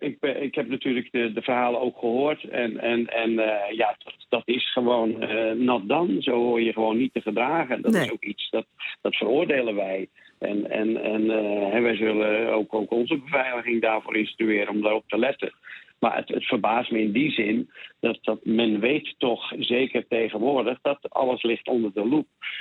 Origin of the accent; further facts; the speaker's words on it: Netherlands; Het is natuurlijk iets dat ik meer als Nederlander ervaar